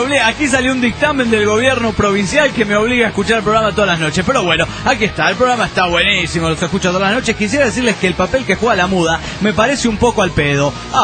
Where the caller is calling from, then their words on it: San Luis, Argentina; de San Luis, Argentina.